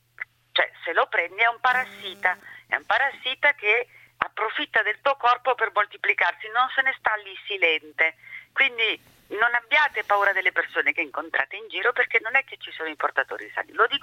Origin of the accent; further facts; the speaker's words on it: Burkina Faso; vengo dal Burkina Faso, è molto difficile che sia influenza.